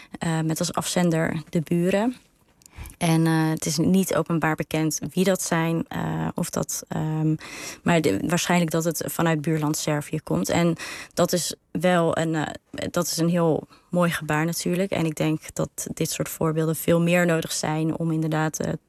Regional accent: Netherlands; maar ik ben een Nederlander, ik woon hier.

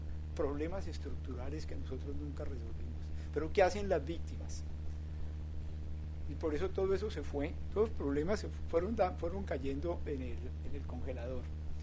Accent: Colombia; Es una cosa que da mucha vergüenza como colombianos.

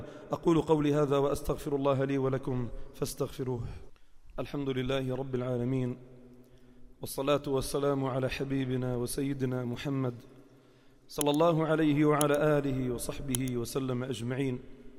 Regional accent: Palestine; now in Lebanon; أنا الأصل من فلسطين وأسكن في لبنان.

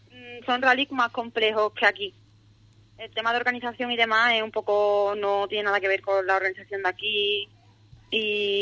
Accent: Cádiz, Andalusia, Spain; tanto Ernesto como yo somos los primeros gaditanos en disputar un nacional completo de rally.

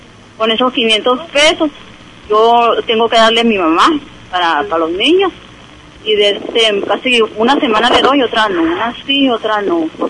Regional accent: Nacozari, Sonora, Mexico; now in Hermosillo, Mexico; Yo vengo desde Nacozari, allá vivíamos nosotros y también era casa de material allá con mi mamá. Ya cuando mi papá trabajaba afuera, pues nos vinimos a vivir para acá, para Hermosillo.

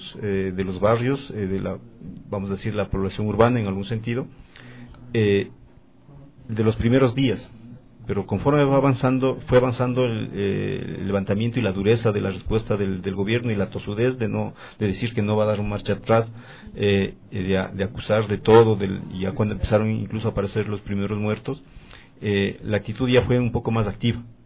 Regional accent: Tumbaco, Pichincha, Ecuador; Incluso una anécdota, yo soy de Tumbaco, mi comuna es de Tumbaco

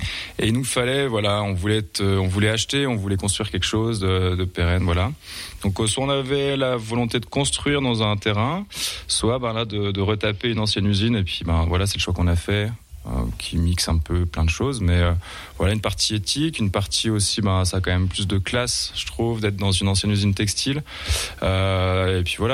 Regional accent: Épinal, Grand Est, France; moi je suis voilà originaire quand même d'Épinal, donc il y avait pas de brasserie à Épinal

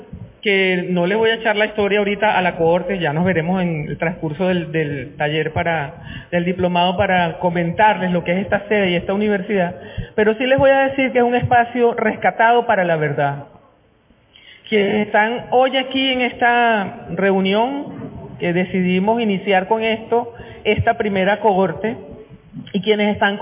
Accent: Venezuela; nosotras y nosotros como venezolanos y venezolanas tenemos que saber lo que ocurrió

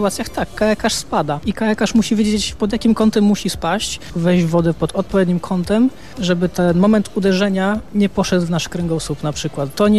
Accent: Lower Silesian Voivodeship, Poland; born there; Ja mam to szczęście, że się urodziłem w Karkonoszach

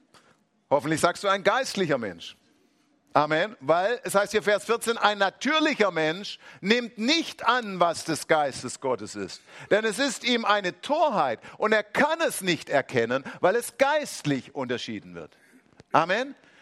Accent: Swabia, Germany; als Schwabe muss man da aufpassen

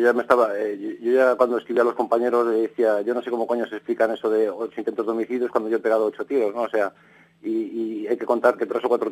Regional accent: Vigo, Galicia, Spain; Sí, yo soy gallego de Vigo. Nací pues en no sé cómo decirte, muy pobre.

